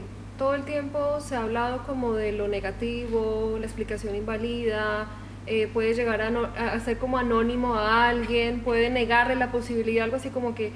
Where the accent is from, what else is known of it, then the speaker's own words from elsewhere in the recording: Colombia; soy de Colombia, sí, para quienes no me conocen.